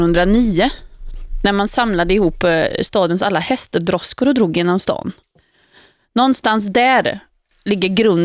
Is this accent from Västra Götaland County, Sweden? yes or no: yes; Uddevalla, Västra Götaland County, Sweden; born there; eftersom jag är född i Uddevalla, 8 mil norr om Göteborg, så är det givetvis där man firar Valborg.